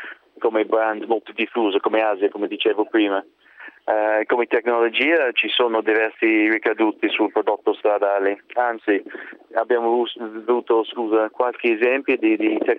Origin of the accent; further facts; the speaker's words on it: England, United Kingdom; Italian is a second language; Io sono inglese